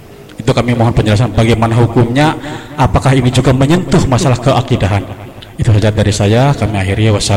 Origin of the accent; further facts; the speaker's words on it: Brebes, Central Java, Indonesia; khususnya di daerah saya ataupun di Brebes lah